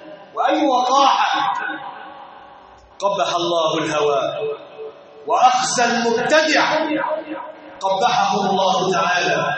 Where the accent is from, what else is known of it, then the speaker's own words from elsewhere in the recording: Egypt; يغيظ قلوبهم أن يروا بلادنا مصر في أمن وأمان